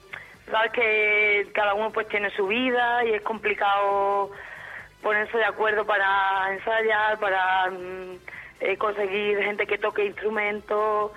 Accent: Extremadura, Spain; todos somos extremeños, ¿no?

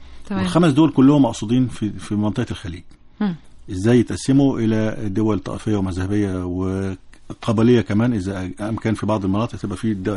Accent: Egypt; احنا عندنا في مصر الرقم تجاوز 40 مليون صفحة

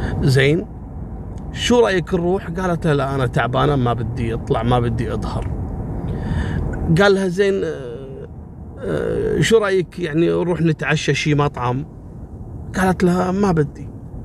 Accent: Kuwait; اللي هو الأريال اللي عندنا في الكويت يلقط القناة العراقية أقرب شيء صوبنا.

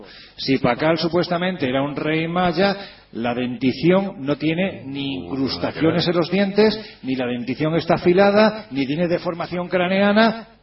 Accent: Spain; cuando dicen, ¿tú de dónde eres? Soy español.

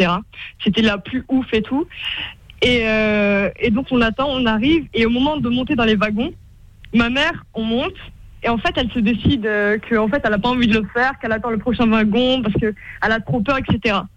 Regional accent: Paris, Île-de-France, France; Non, je suis parisienne de base, ouais.

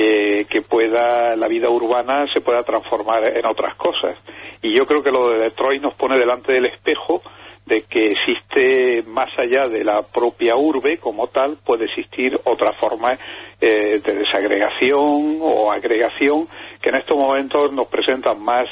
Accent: Andalusia, Spain; en el Mediterráneo, y yo soy andaluz en particular

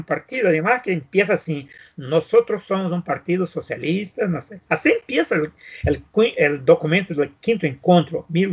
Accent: Brazil; Spanish is a second language; nosotros vivimos en Brasil. Entonces, yo soy el pocos brasileños que conoce todo el país, todo, todo.

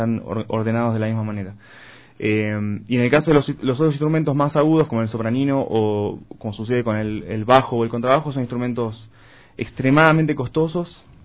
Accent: Buenos Aires Province, Argentina; Bueno, soy de esa zona. No soy porteño específicamente, porque se le suele decir porteños a los que nacieron en la capital federal, ¿no? En la Ciudad Autónoma de Buenos Aires. Pero soy de muy cerca

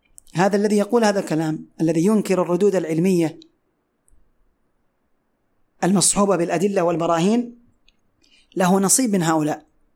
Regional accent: Yemen; ومثل ما هو حاصل اليوم عندنا في اليمن

